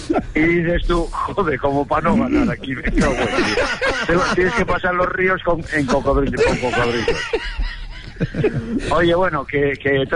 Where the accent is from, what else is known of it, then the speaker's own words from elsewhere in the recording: Spain; A los que somos españoles...